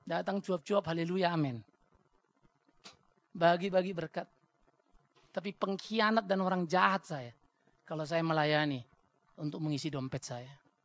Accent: North Sumatra, Indonesia; Apalagi saya orang Batak.

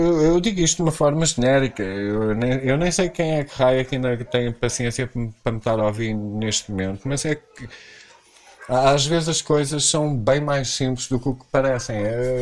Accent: Portugal; como eu nasci em Portugal e sou português, como português em Portugal, sou a pessoa que menos direito tem.

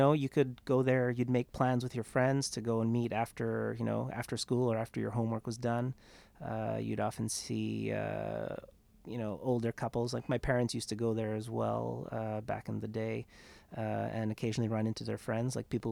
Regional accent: Wedgeport, Nova Scotia, Canada; now in Ottawa, Canada; I grew up in a small little town called Wedgeport, Nova Scotia, which is a small Acadian fishing village in the southwest corner of the province.

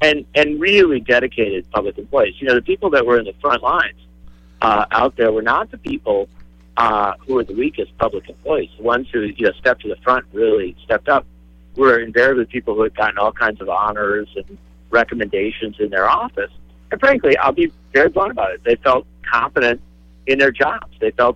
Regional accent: Racine, Wisconsin, United States; born there; I was born over in Racine. You know what I'm saying? When I say I'm a multi-generational Wisconsinite, it's because each generation we were born in Wisconsin.

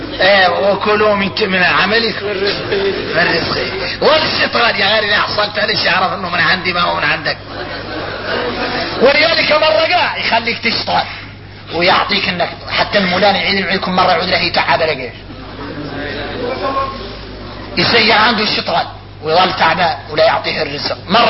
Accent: Mauritania; احنا موريتاني نقولوا هذا حصل من عرقة ناظري

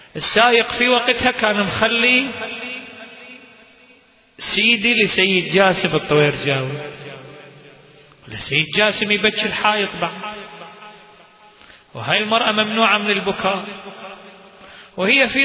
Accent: Baghdad, Baghdad Governorate, Iraq; فهي عندنا في بغداد عاشت صراع لمدة شهر

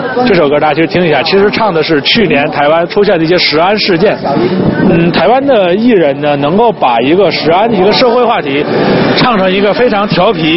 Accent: China; 就是我们大陆人都知道的

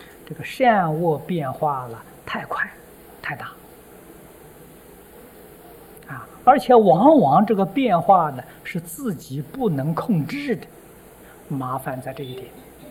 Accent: China; 他的神识，我们中国人讲灵魂呢，没走

